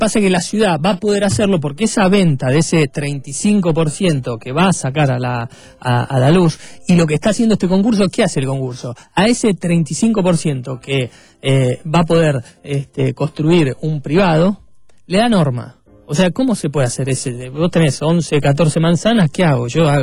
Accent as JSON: {"language": "Spanish", "region": "Buenos Aires", "country": "Argentina", "said": "yo soy de Caballito, no quiero tener más torres, no quiero tener más."}